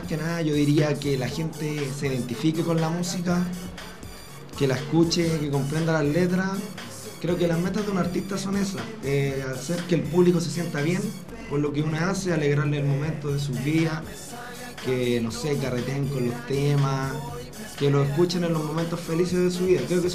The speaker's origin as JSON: {"language": "Spanish", "town": "Puente Alto", "region": "Santiago Metropolitan Region", "country": "Chile", "tie": "born or raised there", "said": "obviamente somos parte de Puente Alto. Hemos vivido casi toda nuestra vida acá"}